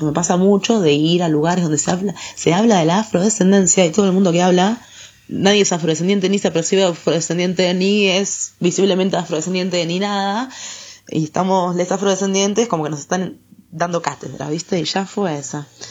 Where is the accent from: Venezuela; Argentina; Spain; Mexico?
Argentina; Yo siempre como me preguntan, ¿vos de dónde sos? Yo soy de Argentina, ¿y vos?